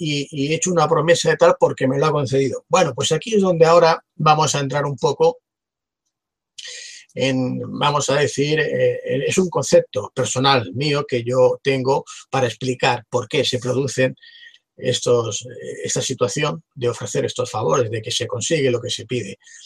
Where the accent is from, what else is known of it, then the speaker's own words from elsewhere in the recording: Barcelona, Catalonia, Spain; precisamente de donde yo soy, donde yo vivo, en Barcelona.